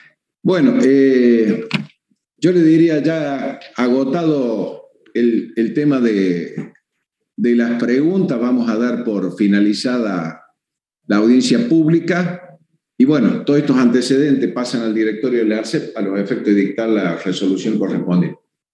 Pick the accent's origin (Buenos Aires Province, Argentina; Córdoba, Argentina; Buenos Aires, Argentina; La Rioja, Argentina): Córdoba, Argentina; Cruz del Eje; porque yo soy de Cruz del Eje, la 38